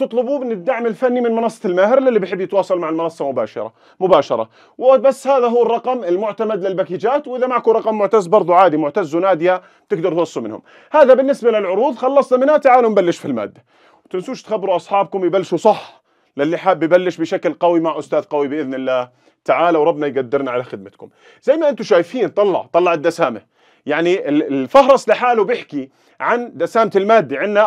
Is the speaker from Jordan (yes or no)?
yes; Jordan; طبعا عندنا في الأردن، تمام، لحد عام 1920 كنا تابعين أصلا للدولة العثمانية